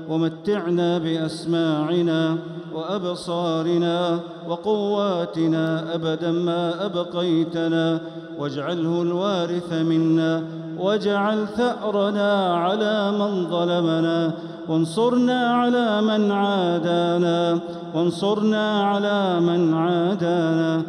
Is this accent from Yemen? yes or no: no; Saudi Arabia; اللهم احفظ بلادنا المملكة العربية السعودية